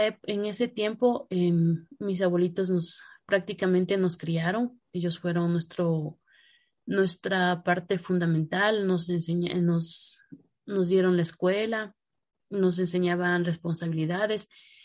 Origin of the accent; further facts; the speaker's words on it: Cayambe, Pichincha, Ecuador; born there; Yo nací en el año de 1989, el 7 de agosto. El lugar donde yo nací es en Cayambe.